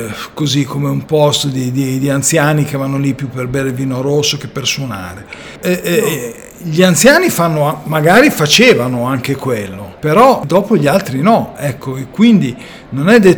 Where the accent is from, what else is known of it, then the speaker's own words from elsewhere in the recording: Milan, Lombardy, Italy; a Milano, sono milanese di origine, il conservatorio non c'era.